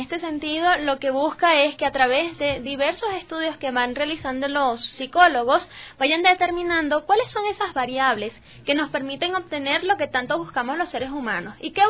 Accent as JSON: {"language": "Spanish", "town": "Caracas", "region": "Capital District", "country": "Venezuela", "said": "Muy bien, de Venezuela, la capital Caracas, soy justamente de allí."}